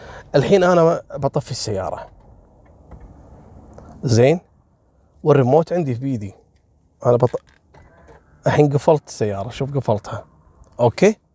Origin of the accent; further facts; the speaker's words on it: Kuwait; قبل اسبوعين في جمعيه عندنا في الكويت اسمها جمعيه مشرف